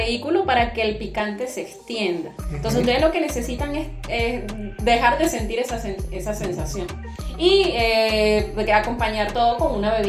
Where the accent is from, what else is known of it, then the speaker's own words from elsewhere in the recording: Venezuela; yo sé que venimos de Venezuela